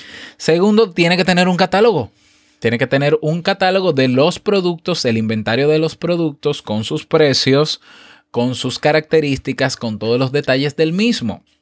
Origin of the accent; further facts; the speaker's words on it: Dominican Republic; Y en mi país, por ejemplo, República Dominicana